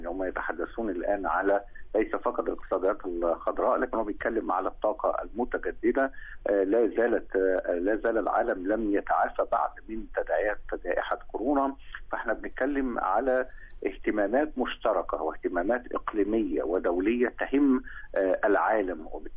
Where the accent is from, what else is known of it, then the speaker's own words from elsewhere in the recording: Egypt; عندنا في مصر